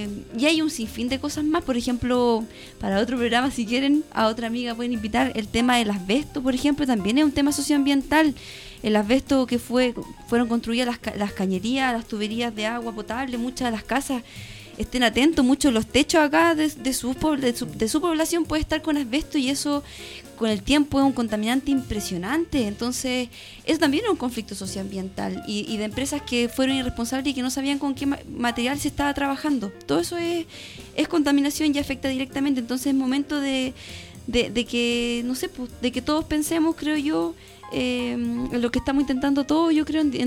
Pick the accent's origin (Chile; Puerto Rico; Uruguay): Chile; Santiago, Santiago Metropolitan Region; porque yo soy mixta, vivo en el país, pero también soy originaria de Santiaguina